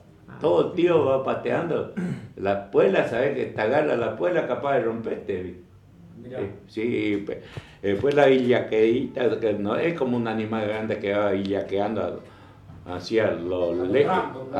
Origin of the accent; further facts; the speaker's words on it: Corrientes, Argentina; me despido con fuerte zapucá, como buen correntino